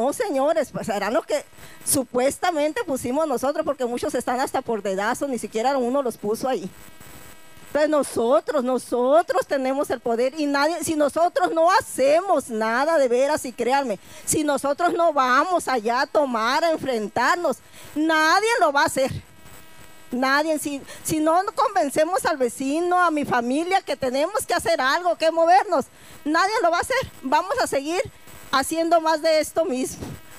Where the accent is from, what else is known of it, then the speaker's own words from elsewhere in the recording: Cananea, Sonora, Mexico; porque yo sí soy originaria de Cananea. Pero yo me siento de aquí, de Bacanuchi, de Babiácora, de Ayotzinapa, de Aconchi, de Apasta de Concho, también de todo.